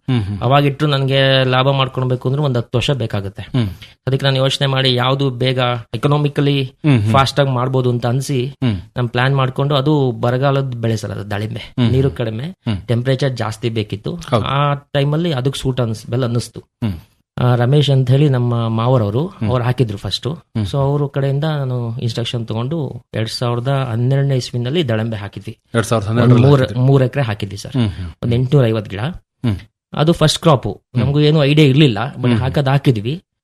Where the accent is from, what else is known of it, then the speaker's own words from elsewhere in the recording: Kellangere, Karnataka, India; ಊರು ಅರಸೀಕೆರೆ ತಾಲೂಕು ಕೆಲ್ಲಂಗೆರೆ.